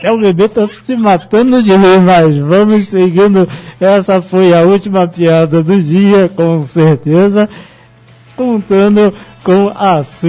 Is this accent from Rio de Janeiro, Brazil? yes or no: yes; Cachoeira de Macacu, Rio de Janeiro, Brazil; Calor em Cachoeira de Macacu, minha terrinha.